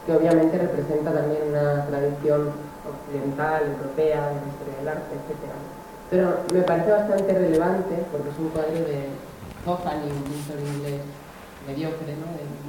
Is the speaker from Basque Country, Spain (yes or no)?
yes; Basque Country, Spain; este biombo ha aparecido en mi tierra, en el País Vasco